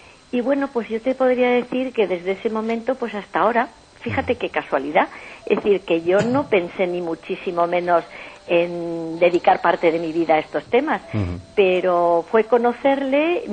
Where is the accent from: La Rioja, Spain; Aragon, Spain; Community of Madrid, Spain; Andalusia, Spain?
Community of Madrid, Spain; Madrid; Nazco en Madrid.